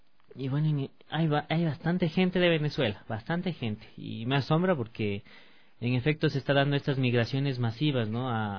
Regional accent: Ecuador; es importante reconocer también los atributos que tenemos como ecuatorianos

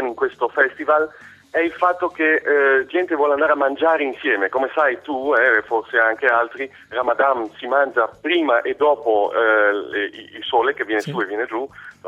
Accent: Desenzano del Garda, Lombardy, Italy; moved away as an adult; now in Amsterdam, Netherlands; Io sono cresciuto a Desenzano, sul lago di Garda, ho studiato in Italia, ho fatto 20 anni lì e poi sono partito, ho fatto un giro del mondo, mi sono fermato qui a Amsterdam.

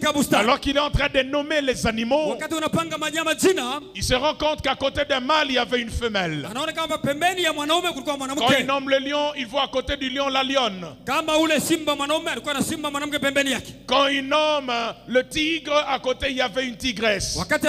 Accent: Kinshasa, DR Congo; Je ne suis pas hébreu, je suis congolais

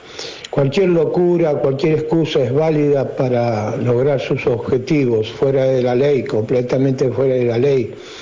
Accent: Argentina; Es que somos empanadas los argentinos que se comen con solo abrir la boca

